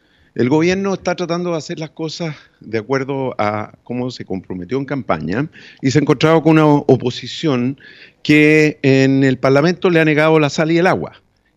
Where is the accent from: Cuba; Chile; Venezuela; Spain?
Chile; somos connacionales, somos chilenos y por lo tanto queremos el bienestar de nuestro país.